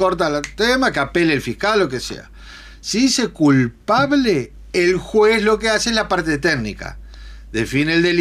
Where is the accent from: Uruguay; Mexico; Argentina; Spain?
Uruguay; Yo qué sé, somos los uruguayos, somos irrompibles